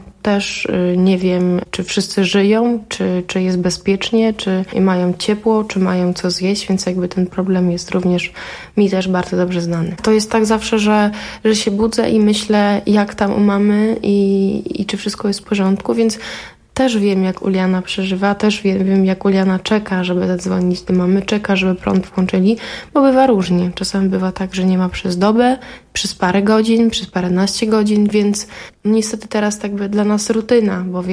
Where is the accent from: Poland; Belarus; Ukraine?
Ukraine; bo też jestem Ukrainką i też ten konflikt jest bardzo blisko i mojej rodzinie i mojemu sercu